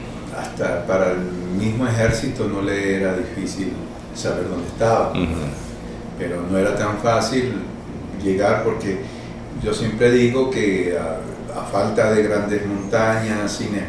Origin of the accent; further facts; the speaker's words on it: Venezuela; born there; Soy un salvadoreño nacido en Venezuela